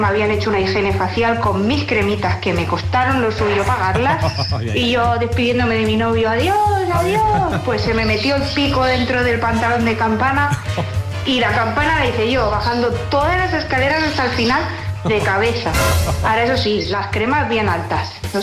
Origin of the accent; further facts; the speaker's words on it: Barcelona, Catalonia, Spain; de Barcelona